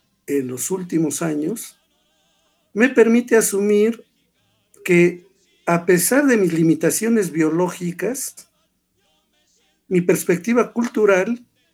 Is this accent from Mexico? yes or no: yes; Mexico